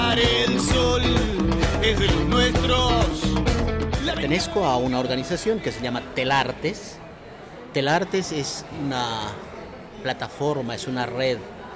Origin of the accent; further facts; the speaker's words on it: Bolivia; soy boliviano